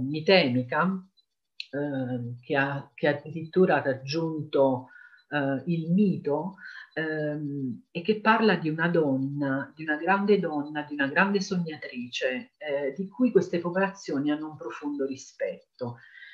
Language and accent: Italian; Naples, Campania, Italy; now in Calabria, Italy; Io vivo in Calabria, ma sono napoletana